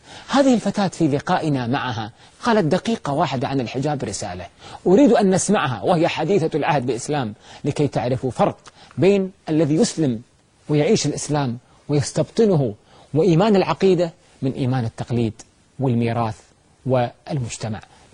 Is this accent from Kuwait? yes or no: yes; Kuwait; وصلت عندنا في الكويت بعد الأردن والقدس والبحرين